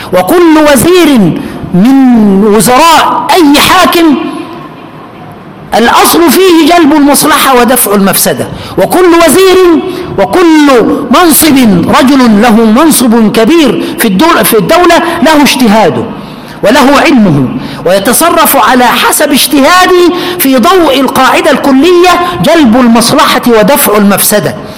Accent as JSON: {"language": "Arabic", "town": "Aswan", "region": "Aswan Governorate", "country": "Egypt", "said": "أنا من أسوان، من أسوان لمرسى مطروح، يعني من أول مصر إلى آخرها"}